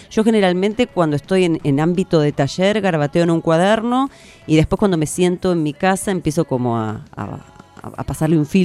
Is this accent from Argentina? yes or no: yes; Buenos Aires, Argentina; now in La Plata, Argentina; trabajé mucho en extensión cultural en Buenos Aires, porque yo soy porteña y después me vine a vivir acá a La Plata.